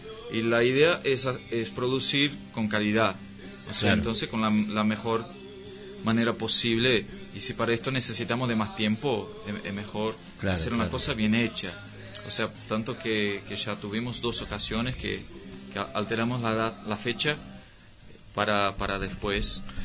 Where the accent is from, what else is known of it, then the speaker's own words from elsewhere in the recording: Brazil; also born or lived in Salto, Uruguay; Bueno, soy de familia de brasileros, como mi mamá que está acá. Y me fui muy chico a Brasil. Yo creo que tenía un año por ahí, más o menos. Uh-huh. Y crecí ahí, pero siempre con ganas de conocer mi tierra.